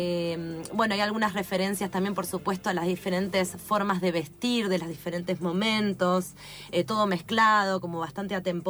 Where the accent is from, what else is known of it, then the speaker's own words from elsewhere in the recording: Argentina; No sorprende para nosotros que somos argentinos